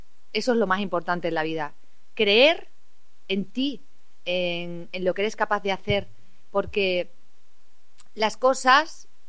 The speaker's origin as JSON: {"language": "Spanish", "town": "Cáceres", "region": "Extremadura", "country": "Spain", "tie": "born or raised there", "said": "con mi ciudad, con Cáceres, una ciudad donde yo nací, la ciudad que me lo ha dado todo, mi familia... donde vivo y resido, a pesar de que viajo mucho"}